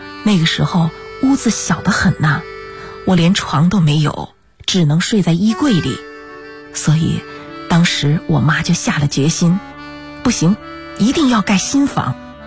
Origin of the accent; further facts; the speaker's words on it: Sichuan, China; 我们家吧是那种典型的川西民居，穿斗结构的